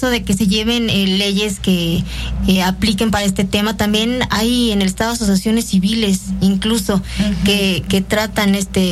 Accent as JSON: {"language": "Spanish", "country": "Mexico", "said": "si nosotros como mexicanos quejamos cómo nos tratan en Estados Unidos"}